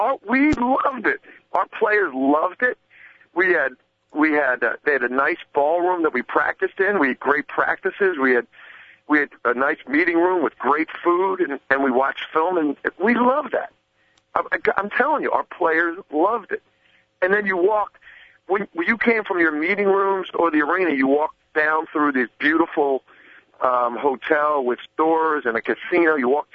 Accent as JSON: {"language": "English", "town": "Philadelphia", "region": "Pennsylvania", "country": "United States", "tie": "born or raised there", "said": "I grew up in Philadelphia, and obviously I'm at Villanova in Philadelphia."}